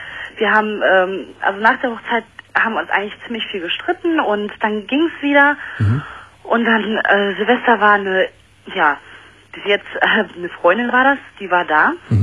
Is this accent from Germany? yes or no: yes; Dortmund, North Rhine-Westphalia, Germany; Wir gehen bei uns in Dortmund geht so eine Kneipe, die ist nur für Frauen.